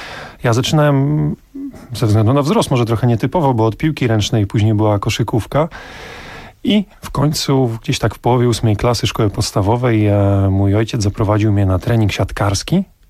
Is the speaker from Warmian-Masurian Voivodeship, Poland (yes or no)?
yes; Olsztyn, Warmian-Masurian Voivodeship, Poland; Ja pochodzę z Olsztyna, więc miasto o bardzo bogatych tradycjach siatkarskich.